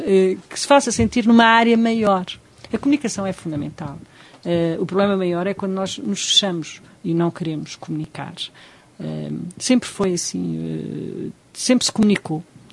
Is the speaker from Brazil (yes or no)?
no; Portugal; Nós, portugueses, estamos sempre numa altura.